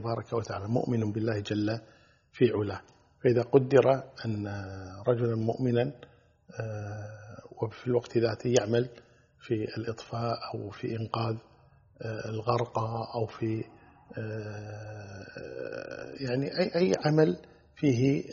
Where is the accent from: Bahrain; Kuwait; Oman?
Kuwait; مجموعة طيبة مباركة كبيرة جدا عندنا في الكويت